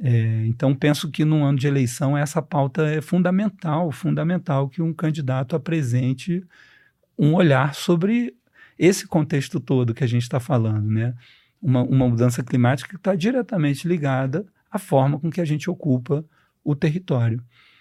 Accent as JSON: {"language": "Portuguese", "region": "Rio de Janeiro", "country": "Brazil", "said": "Eu, como carioca, só fui entender São Paulo depois de ler a tese dele"}